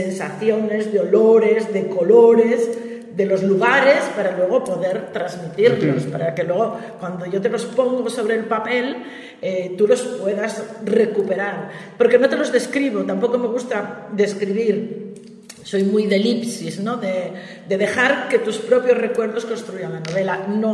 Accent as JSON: {"language": "Spanish", "town": "Gijón", "region": "Asturias", "country": "Spain", "said": "Ni en la lancha de Cantelli, para los que somos de Gijón"}